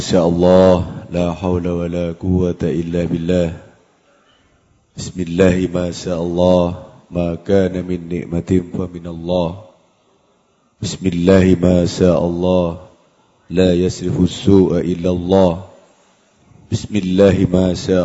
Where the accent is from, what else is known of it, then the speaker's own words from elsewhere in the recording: East Java, Indonesia; Saya dari Madura